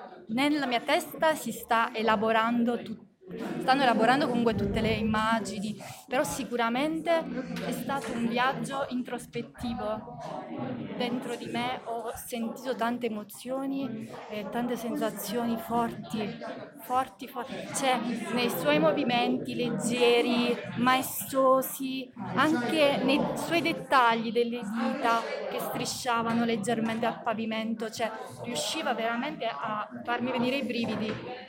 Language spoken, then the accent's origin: Italian; Pietrapertosa, Basilicata, Italy; Sì, sono di Pietra Pertosa anch'io.